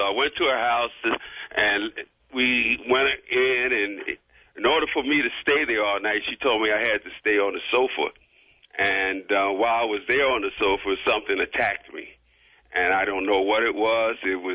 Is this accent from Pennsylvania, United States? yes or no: yes; Philadelphia, Pennsylvania, United States; as we grew up in Philadelphia, you know, Philadelphia was a cool town.